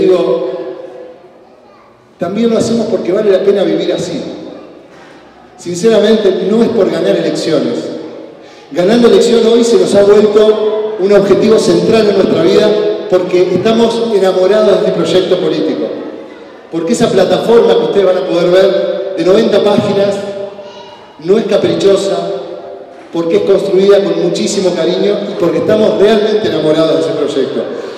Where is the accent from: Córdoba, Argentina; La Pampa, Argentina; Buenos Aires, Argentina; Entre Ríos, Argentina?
Entre Ríos, Argentina; Paraná; Yo soy de Paraná, de Entre Ríos, y allá no había tierras para construir agroecología, por ejemplo, que era lo que yo quería hacer.